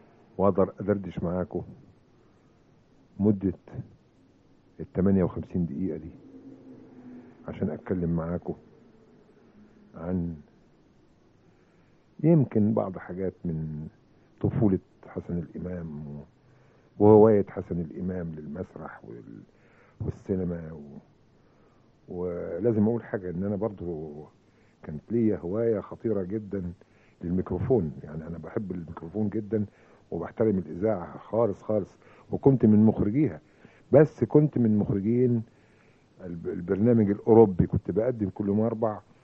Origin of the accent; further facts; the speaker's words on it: Mansoura, Dakahlia, Egypt; وصباح القشطة والفل والياسمين يا منصورة يا بلدي ومسقط راسي.